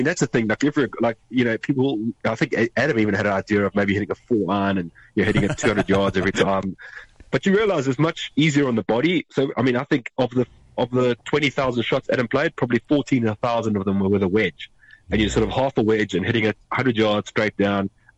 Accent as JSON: {"language": "English", "country": "South Africa", "said": "because I'm South African, he's Irish, we know each other from Hong Kong, but we reconnected in Nairobi, Kenya."}